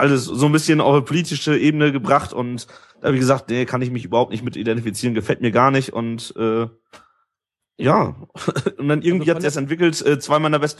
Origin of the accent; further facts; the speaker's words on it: Germany; Ich komme aus der Nähe von Bremen.